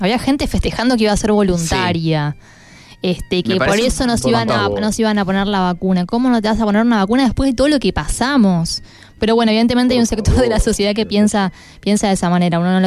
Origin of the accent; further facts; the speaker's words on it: Buenos Aires, Argentina; born there; Acá también, soy porteña.